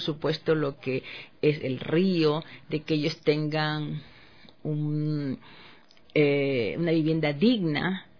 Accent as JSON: {"language": "Spanish", "town": "Babahoyo", "region": "Los Ríos", "country": "Ecuador", "tie": "born there", "said": "yo nací en Babahoyo y siempre veía las casas sobre el río"}